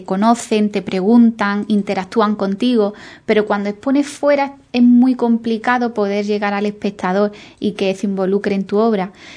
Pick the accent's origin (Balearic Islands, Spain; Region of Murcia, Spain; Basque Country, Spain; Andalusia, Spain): Andalusia, Spain; Ubrique; quería agradecer a mi pueblo, a Ubrique, por el apoyo y la acogida